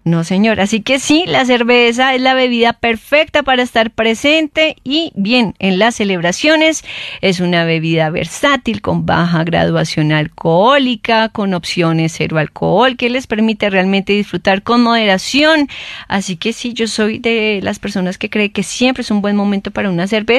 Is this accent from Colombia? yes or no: yes; Colombia; como colombianos que somos y que colombiano que se respete